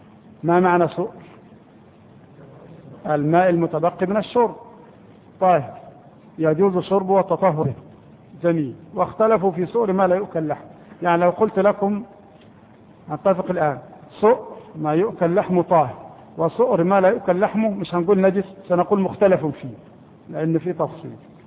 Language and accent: Arabic; Egypt; لكن احنا كمصريين لا نأكله